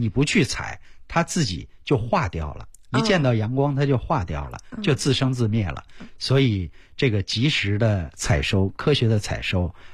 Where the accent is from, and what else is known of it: China